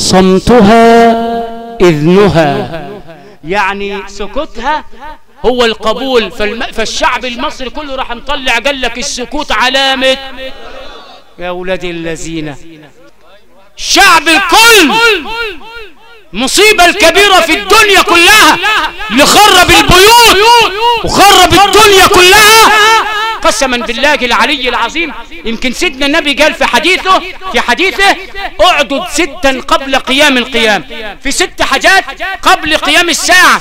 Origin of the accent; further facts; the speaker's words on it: Sharqia Governorate, Egypt; عندنا في الشرقيه